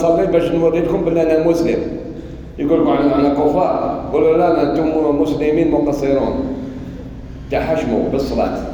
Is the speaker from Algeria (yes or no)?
yes; Algeria; أنا فرحان باللي أنا جزائري. إيه ومسلم، أنا مسلم جزائري